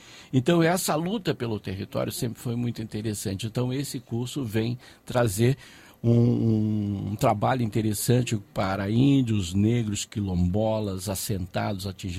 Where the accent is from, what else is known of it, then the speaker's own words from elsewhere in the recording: Paraíba do Sul, Rio de Janeiro, Brazil; moved away; quando eu vim de Paraíba do Sul, cheguei no Rio de Janeiro